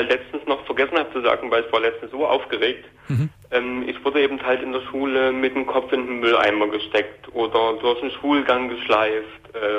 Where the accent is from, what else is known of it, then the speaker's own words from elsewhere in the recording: Dresden, Saxony, Germany; also ich komme aus Dresden.